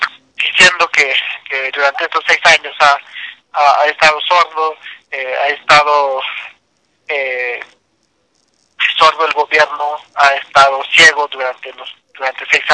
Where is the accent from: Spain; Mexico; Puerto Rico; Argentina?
Mexico; Banavil, Chiapas; soy desplazado de Balabel, municipio de Tenejapa, Chiapas.